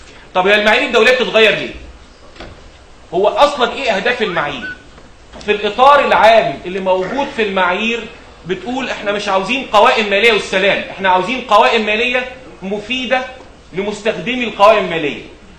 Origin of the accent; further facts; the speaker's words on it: Egypt; اشهر مثال المثال اللي عندنا في مصر، عندنا معايير مصريه